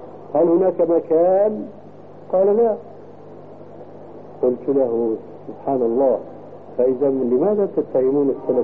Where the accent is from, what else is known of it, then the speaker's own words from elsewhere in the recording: Syria; ولكن عندنا في الشام عبارة يقولون هلم بجماع الصامات.